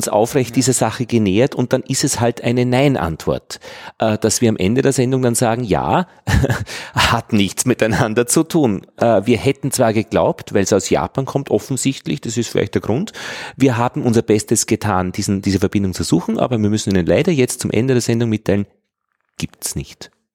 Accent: Austria; dann könnte ich dem sagen als Österreicher

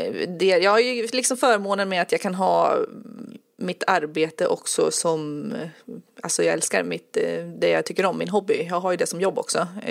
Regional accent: Enköping, Uppsala County, Sweden; born there; also born or lived in Västmanland; now in Södermanland, Sweden; Jag föddes i Uppland och utanför Enköping, och sen har jag bott i Västmanland en massa år, och nu bor jag i Södermanland.

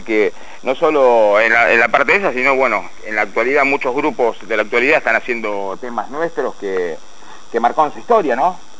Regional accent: Santa Fe, Argentina; now in La Plata, Argentina; Somos todos santafesinos.

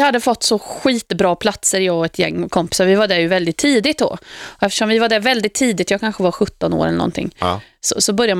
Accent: Uddevalla, Västra Götaland County, Sweden; born there; eftersom jag är född i Uddevalla, 8 mil norr om Göteborg, så är det givetvis där man firar Valborg.

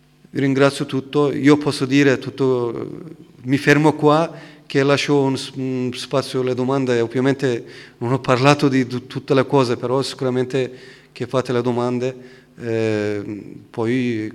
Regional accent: Turkey; Italian is a second language; anche io sono turco, non sono curdo.

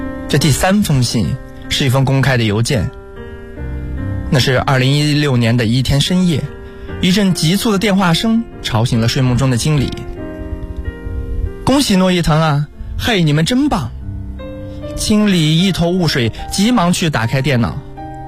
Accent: China; 我们是中国人，中国是我们的家，我们回国创业。

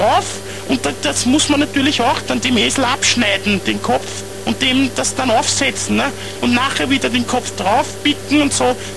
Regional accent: Carinthia, Austria; Bei uns in Kärnten sagt man statt Beutel, Beidl.

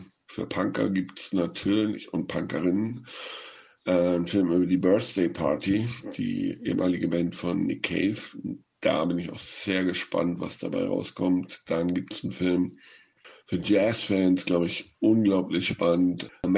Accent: Northern Germany, Germany; in Norddeutschland, wo ich herkomme

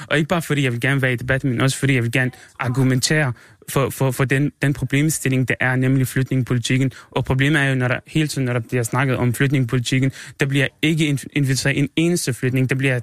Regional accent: Syria; Danish is a second language; now in Denmark; Men i mit hjemland i Syrien, der er det ikke sådan

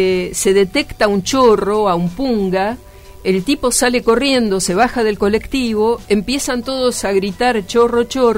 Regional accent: Buenos Aires, Argentina; yo nací y crecí en Buenos Aires, ¿no?, en la capital, pero hace poco tiempo que volvía

